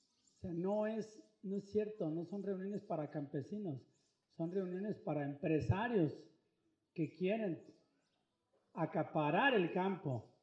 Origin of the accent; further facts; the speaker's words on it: Temacapulín, Jalisco, Mexico; Aquí sí hay mujeres, como en mi pueblo también hay mujeres, en Temacapulín.